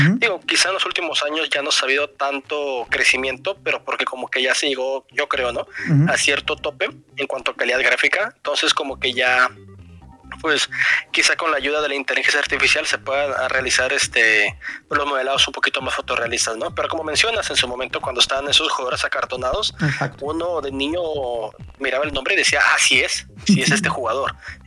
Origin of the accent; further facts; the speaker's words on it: Mexico; yo creo que como buen mexicano todos empezamos de dos maneras en el mundo de los videojuegos.